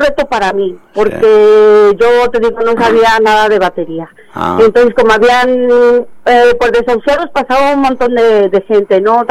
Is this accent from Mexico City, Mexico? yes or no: yes; Mexico City, Mexico; pues nosotros sí somos de México DF